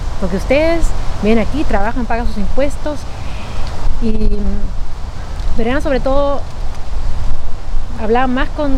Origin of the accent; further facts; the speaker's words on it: Peru; now in Antwerp, Belgium; vengo de Perú. Bueno, obviamente que lo notan y lo ven, y mi manera de hablar.